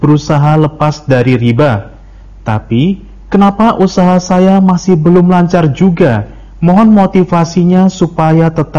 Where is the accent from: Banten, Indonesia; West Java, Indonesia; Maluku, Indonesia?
West Java, Indonesia; Cianjur; Saya dari Cianjur.